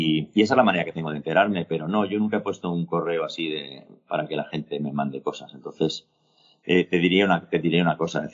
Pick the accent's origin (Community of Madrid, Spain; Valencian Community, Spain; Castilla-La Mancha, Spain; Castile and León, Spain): Community of Madrid, Spain; Madrid; me gustan todas las ferias del mundo, pero como yo soy de Madrid, pues en la que firmas es la de Madrid normalmente.